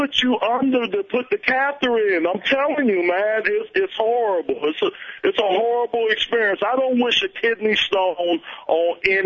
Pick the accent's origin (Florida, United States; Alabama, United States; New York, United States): Florida, United States; Miami; Plus, I'm from Miami. You know it's something in the water down there, too.